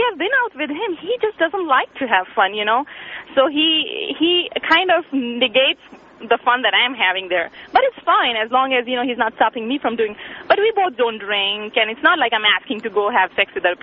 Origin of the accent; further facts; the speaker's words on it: India; Anyway, I'm from India, and I've called many times before.